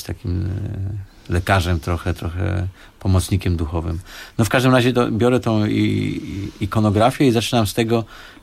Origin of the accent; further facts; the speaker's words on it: Sosnowiec, Silesian Voivodeship, Poland; bo ja pochodzę z Sosnowca